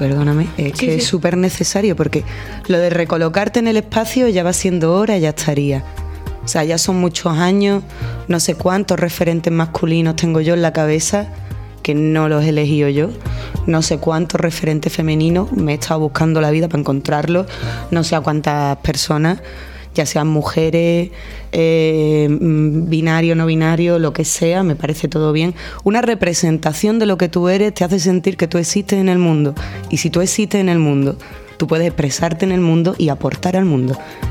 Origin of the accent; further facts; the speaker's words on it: Seville, Andalusia, Spain; now in Granada, Spain; cuando llegué aquí a Granada, que yo soy de Sevilla